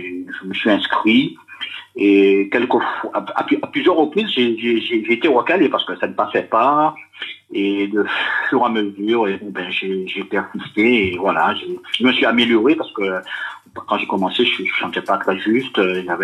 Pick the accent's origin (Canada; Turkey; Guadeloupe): Guadeloupe; Je suis d'origine de la Guadeloupe.